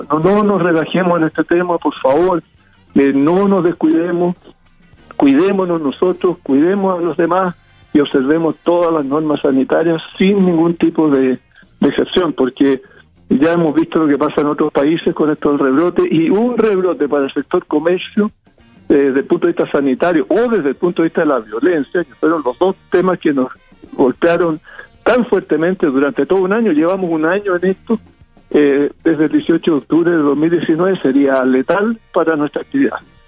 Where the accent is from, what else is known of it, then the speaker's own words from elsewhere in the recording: Chile; esperanzadas de que como chilenos lo logremos